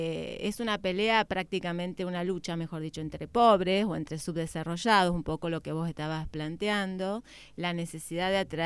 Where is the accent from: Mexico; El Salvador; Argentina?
Argentina; primero porque soy argentina